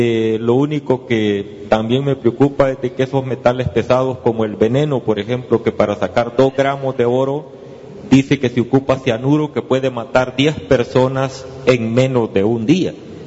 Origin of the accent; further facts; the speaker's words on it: El Salvador; de El Salvador